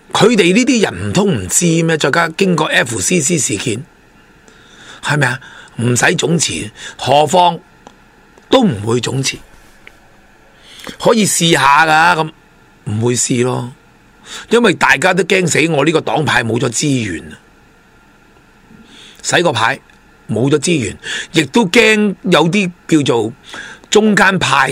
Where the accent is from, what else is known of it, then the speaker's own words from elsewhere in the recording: Hong Kong; 他一定要有些利益让给我们香港人